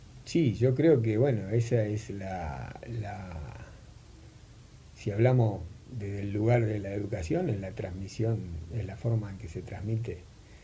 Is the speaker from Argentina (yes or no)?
yes; Buenos Aires, Argentina; Y de Parque Patricio.